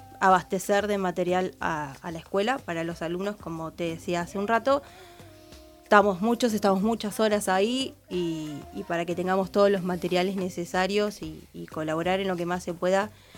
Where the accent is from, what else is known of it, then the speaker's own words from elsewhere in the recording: Punta Alta, Buenos Aires Province, Argentina; Yo vengo desde Punta Alta